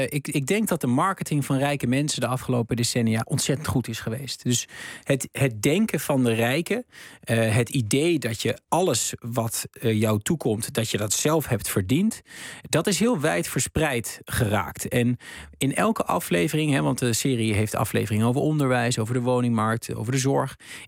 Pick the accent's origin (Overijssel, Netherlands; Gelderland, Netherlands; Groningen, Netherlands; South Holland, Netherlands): Overijssel, Netherlands; Diepenheim; de jongens met wie ik ben opgegroeid in Diependijm, het dorp waar ik vandaan kom.